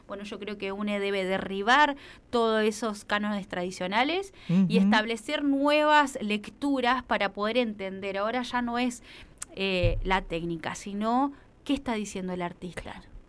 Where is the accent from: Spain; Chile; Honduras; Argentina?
Argentina; Lanús, Buenos Aires Province; Bueno, yo soy del conurbano bonaerense de Lanús Oeste, pero siempre trabajé y estudié en Capital.